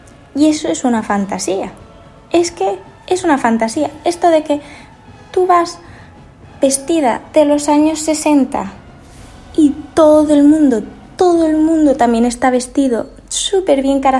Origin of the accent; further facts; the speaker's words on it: Manzanares, Castilla-La Mancha, Spain; La semana pasada, como ya sabéis, fue la de mi pueblo, Manzanares.